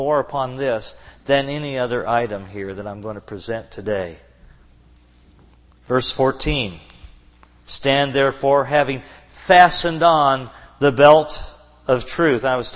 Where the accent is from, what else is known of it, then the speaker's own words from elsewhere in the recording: Kentucky, United States; since I'm from Kentucky, I'm familiar with the battles between the moonshiners and the revenuers.